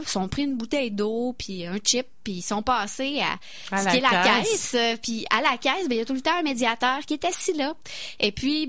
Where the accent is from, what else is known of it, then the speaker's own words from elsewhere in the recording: Quebec, Canada; En tant que Québécois, ben on s'y reconnaissait. C'était comme si on était transporté chez nous.